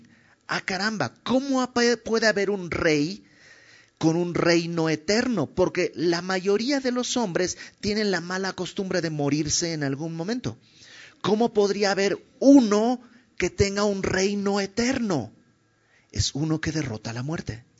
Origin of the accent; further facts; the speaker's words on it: Bolivia; yo soy de Bolivia y en mi pueblo hace algunas generaciones los hijos le hablaban de usted al papá